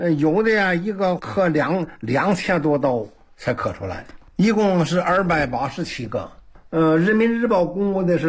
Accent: Jinzhou, Hebei, China; 就到了我们老家晋州，河北晋州塔上村，在一个农舍，原来我有个农舍

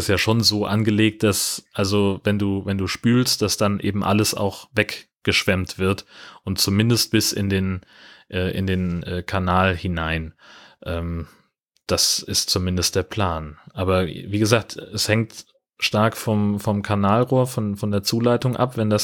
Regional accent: Hesse, Germany; ich bin ja in Mittelhessen aufgewachsen, in einer fast schneesicheren Region damals.

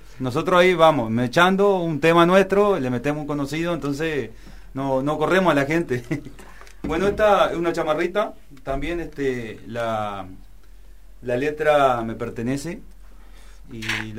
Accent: Paysandú, Uruguay; una chamarrita que más o menos cuenta nuestra historia de que vinimos de Paysandú hasta que andamos por acá a la vuelta.

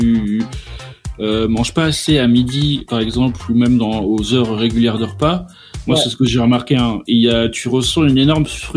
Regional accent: Brittany, France; parce que je suis breton et du coup le beurre sans.

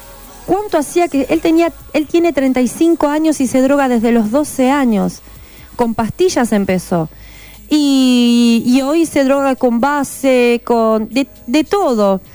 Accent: Argentina; Es del mismo país, somos argentinos, gente.

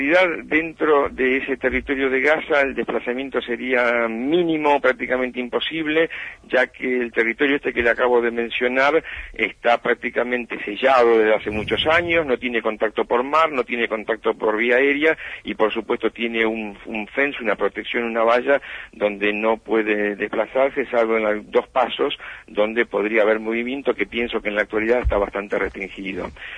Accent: Argentina; fundamentalmente como argentinos, que es un país que, como todos sabemos, tenemos como prioridad la paz

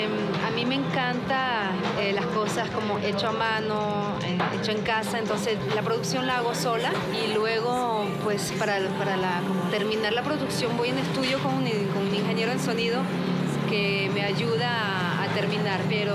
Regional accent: Paris, Île-de-France, France; que es el barrio donde crecí allá en Francia, que se llama, se escribe Belleville, que quiere decir bella ciudad.

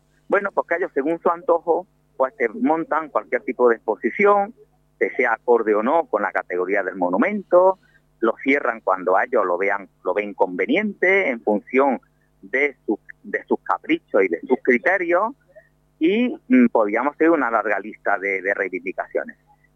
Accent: Córdoba, Andalusia, Spain; como cordobés, andaluz, cuando yo iba a mi mezquita

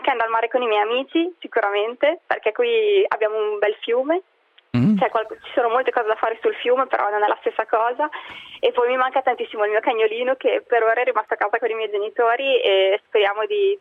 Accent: Bologna, Emilia-Romagna, Italy; now in Prague, Czechia; sono qui da un anno, sì, certo, ho un po' nostalgia, però tutto sommato Praga è vicina, perché sono da Bologna 900 chilometri

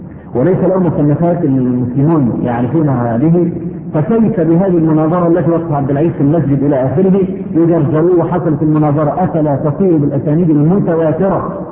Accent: Egypt; عندنا في مصر

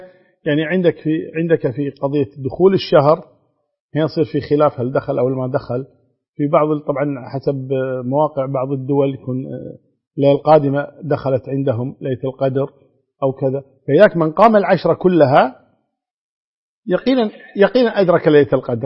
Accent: Kuwait; وأظن الحمد لله عندنا في الكويت يعني الوزارة يعني مهيئة لهذا

